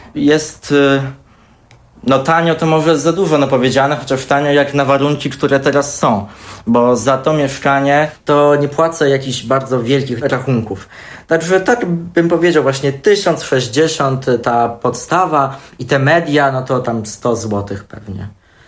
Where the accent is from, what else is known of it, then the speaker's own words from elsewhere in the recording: Włodawa, Lublin Voivodeship, Poland; Ja we Włodawie się wszędzie poruszałem pieszo. Jednak no, pochodzę z tego małego miasteczka, wychowałem się w tej no, tak zwanej klasie robotniczej